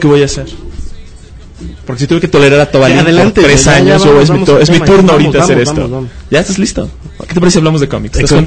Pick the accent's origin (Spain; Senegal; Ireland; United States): United States; Spanish is a second language; Pero yo vengo de los Estados Unidos.